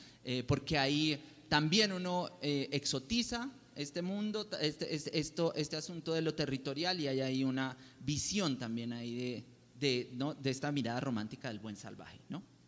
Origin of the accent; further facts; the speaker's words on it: Popayán, Cauca, Colombia; mi familia es descendiente del pueblo Nasa, de la comunidad Nasa del Cauca, yo soy de Popayán, pues somos